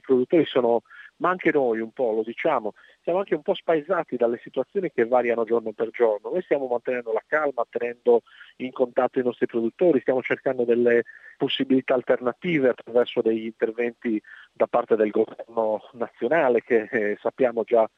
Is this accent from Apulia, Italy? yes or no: no; Cagliari, Sardinia, Italy; Io sono da Cagliari.